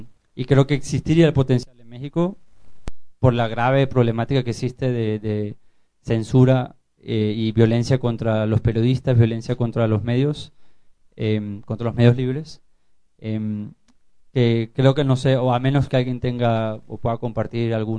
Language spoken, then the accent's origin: Spanish; Venezuela; A mí también me toca mucho porque yo soy venezolano y Venezuela ahorita está pasando por algo muy similar.